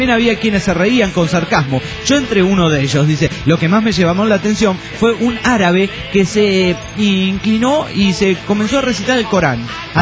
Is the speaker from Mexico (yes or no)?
yes; Pénjamo, Guanajuato, Mexico; espero que también manden un saludo a mi pueblo. Maricel, un saludo para el pueblo de Pénjamo, ahí en Guanajuato, México.